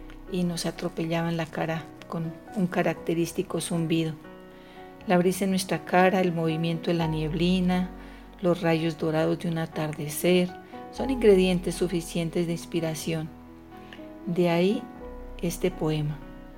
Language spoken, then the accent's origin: Spanish; La Calera, Cundinamarca, Colombia; soy de La Calera y hoy les compartiré algunos versos desde el encierro